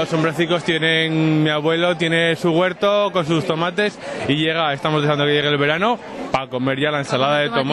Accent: Cadreita, Navarre, Spain; ya que somos de Cadreita

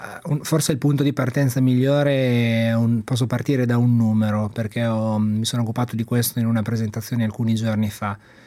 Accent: Imola, Emilia-Romagna, Italy

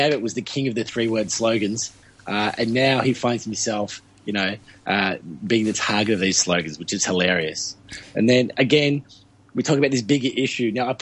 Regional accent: Ballarat, Victoria, Australia; Well, I come from Ballarat.

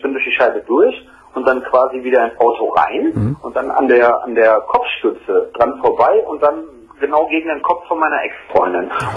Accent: North Rhine-Westphalia, Germany; Also ich komme halt aus dem Bergischen Land.

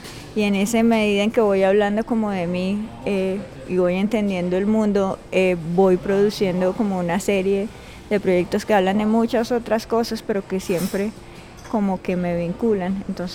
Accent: Cartagena, Bolívar, Colombia; soy una artista cartagenera

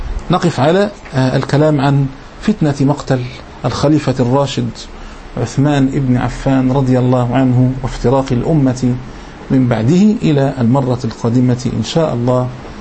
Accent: Egypt; أذكر أيام الثورة المشؤومة عندنا في مصر هنا

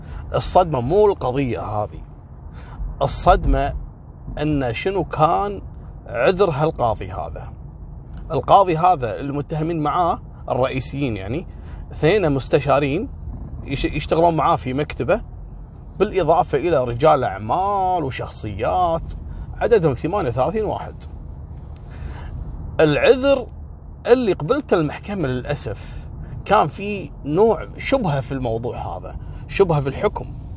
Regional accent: Kuwait; قصة اليوم، في حادثة حصلت عندنا في الكويت

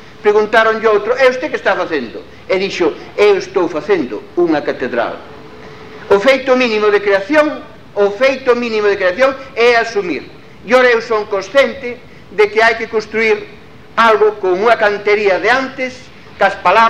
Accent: Galicia, Spain; da miña terra, da terra de onde somos lejísima

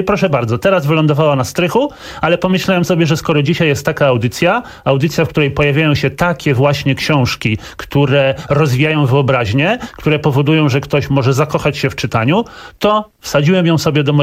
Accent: Gdańsk, Pomeranian Voivodeship, Poland; Pierwszy gość z Gdańska i ja też z Gdańska

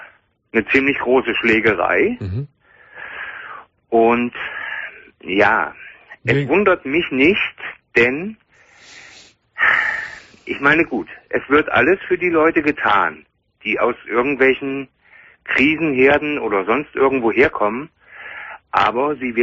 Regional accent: Hesse, Germany; Ich komme aus Hessen und zwar aus Nordhessen

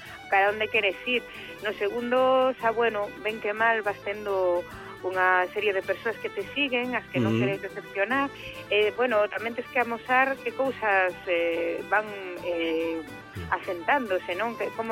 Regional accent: Galicia, Spain; eu son das Rías Baixas, entón estou moi acostumada, pois, eso, a un estilo concreto

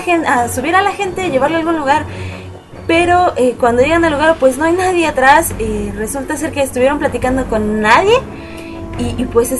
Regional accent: Mexico City, Mexico; aquí en mi ciudad natal, la Ciudad de México, aquí en el país México.

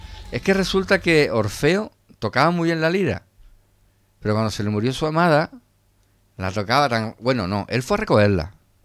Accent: Andalusia, Spain; como andaluces que somos, es que la piel que lleva Hércules

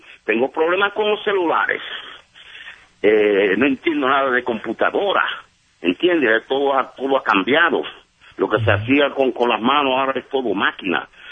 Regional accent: Puerto Rico; also born or lived in Brooklyn, New York; Pues yo nací en Brooklyn, Nueva York, pero me crié en la isla de Puerto Rico.

